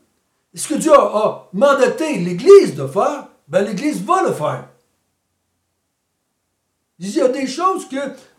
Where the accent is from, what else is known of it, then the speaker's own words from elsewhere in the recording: Quebec, Canada; Moi, j'ai été élevé au Québec, dans l'Église catholique.